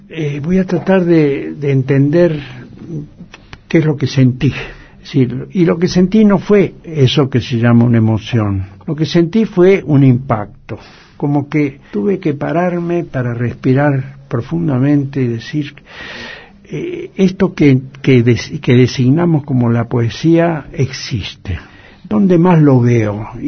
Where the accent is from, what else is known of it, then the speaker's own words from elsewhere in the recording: Rivera, Buenos Aires Province, Argentina; No, cerca de Santa Rosa, un pueblo que se llama Rivera.